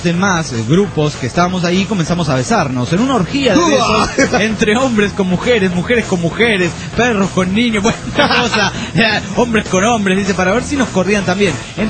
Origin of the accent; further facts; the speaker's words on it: Guatemala; Saludos, amigos … de Guatemala.